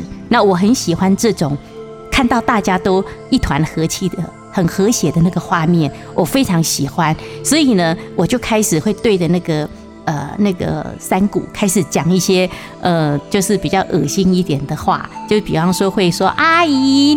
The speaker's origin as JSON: {"language": "Chinese", "country": "Taiwan", "said": "它的芽菜跟我们台湾人的芽菜不太一样"}